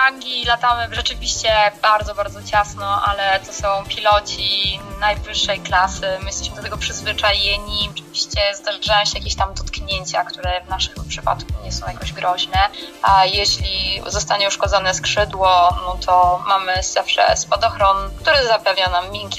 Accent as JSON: {"language": "Polish", "region": "Masovian Voivodeship", "country": "Poland", "tie": "born or raised there", "said": "bo wychowałam się, powiedzmy, sportowo u nas na Mazowszu, które nadal uwielbiam"}